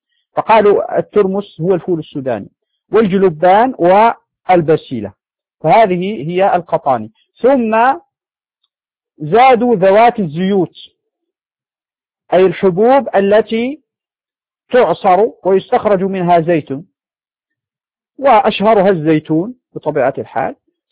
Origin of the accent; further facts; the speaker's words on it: Morocco; يعني عندنا في المغرب هذا نوع من الشعير هو السلك